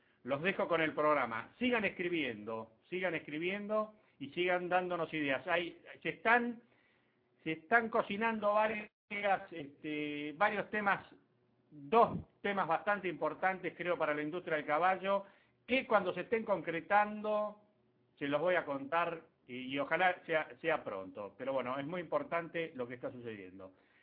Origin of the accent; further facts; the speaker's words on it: Argentina; No tenemos que, como ciudadanos argentinos, tenemos que empezar a involucrarnos, a opinar y a participar.